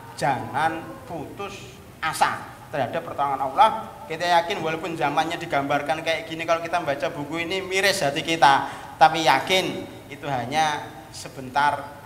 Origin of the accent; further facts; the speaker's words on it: Klaten, Central Java, Indonesia; now in Jakarta, Indonesia; Saya aslinya Klaten, tetangganya Boyolali, kabur ke Jakarta.